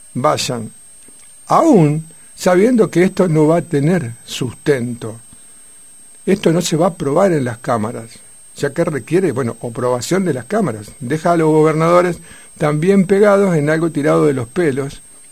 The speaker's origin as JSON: {"language": "Spanish", "town": "Coronda", "region": "Santa Fe", "country": "Argentina", "tie": "born or raised there", "also_born_or_lived": "Barrancas", "said": "Yo no soy alemán, yo nací en Barrancas, la llevaron a mi madre a Barrancas, me tuvo y me trajeron a Coronda, y acá estoy."}